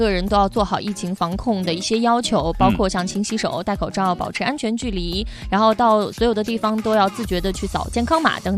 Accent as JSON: {"language": "Chinese", "region": "Northwest China", "country": "China", "said": "你知道我们西北人，就一旦我开始说方言"}